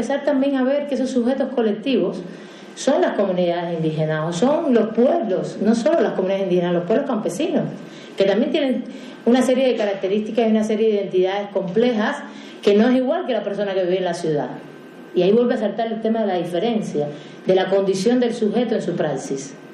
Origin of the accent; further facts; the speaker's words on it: Cuba; yo vengo de Cuba y conozco bien la legislación por allá